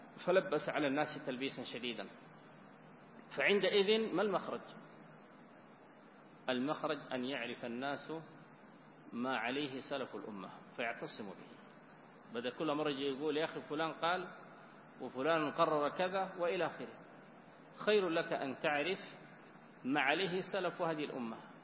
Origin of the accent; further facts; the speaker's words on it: Sudan; وإن كان بلدنا السودان يعني فقيرا من مثل هذه المخطوطات إلى القليل